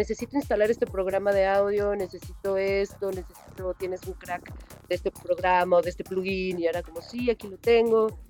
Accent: Morelia, Michoacán, Mexico; also born or lived in Guadalajara, Mexico; Pero crecí en Morelia, Michoacán. Después me fui a estudiar la licenciatura allá en Guadalajara, Jalisco.

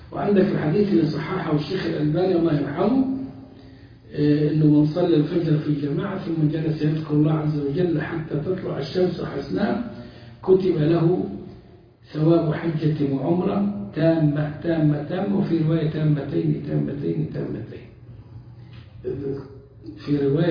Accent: Upper Egypt, Egypt; يعني عندنا في الصعيد تجار البهائم

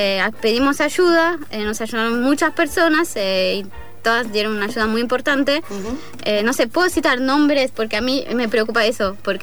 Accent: France; Spanish is a second language; me vas a disculpar porque hablo mal, porque soy francesa.

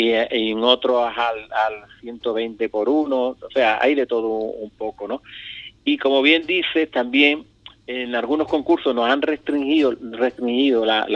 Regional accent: Ubrique, Andalusia, Spain; me han preguntado un montón de veces que cuando iba a poner aquí en mi pueblo.

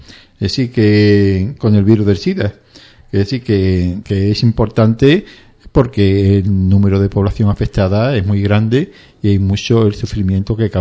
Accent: Madrid, Community of Madrid, Spain; además yo soy de Madrid, así que, en fin

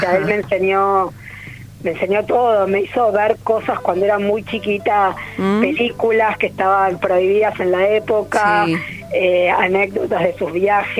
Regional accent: Buenos Aires, Argentina; born there; Yo nací en Buenos Aires, pero me siento re santiagueña.

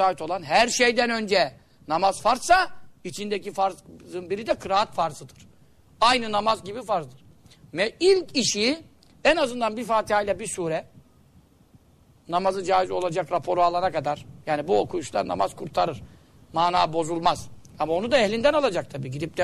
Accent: Görele, Giresun, Turkey; Bizim hemşerimiz, biz de Göreliyiz.

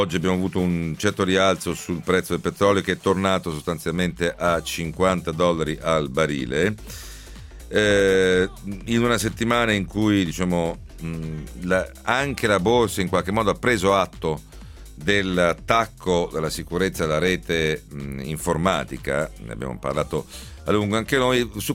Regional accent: Veneto, Italy; è inutile che ci giriamo attorno, e lo dico da Veneto.

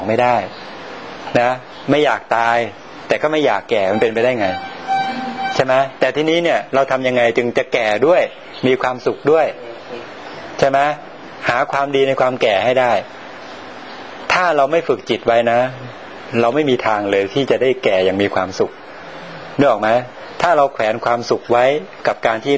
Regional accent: Sukhothai, Thailand; ผมกลับไปบ้านผมอยู่สุโขทัยนะบ้านนอกเนี่ยนะ

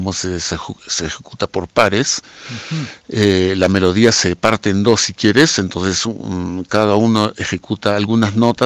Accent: Lima, Peru; now in Sacred Valley, Peru; Soy peruano. He nacido en Lima. Y después de una gran vuelta por el mundo, me decidí afincarme en este hermoso Valle Sagrado hace ya 24 años, desde el año 2000

